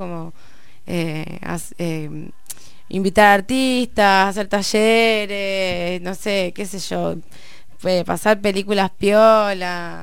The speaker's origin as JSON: {"language": "Spanish", "region": "Buenos Aires", "country": "Argentina", "tie": "born or raised there", "also_born_or_lived": "Trelew", "said": "Me crié ahí, pero crecí acá."}